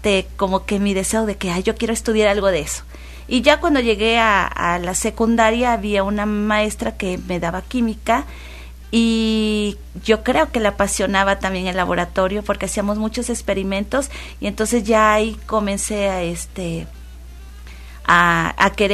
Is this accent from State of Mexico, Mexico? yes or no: no; Coatepec, Veracruz, Mexico; yo soy de Coatepec y todavía se podía, nos sacaban de la escuela y nos llevaban a lugares típicos de la región